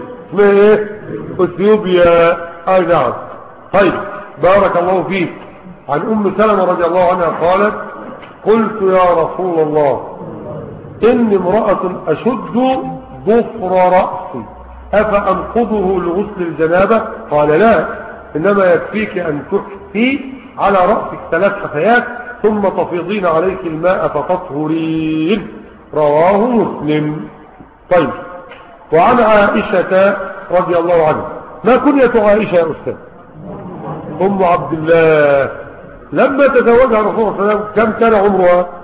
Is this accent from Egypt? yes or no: yes; Egypt; عندنا في مصر 9 مليون عام فاتت الثلاثين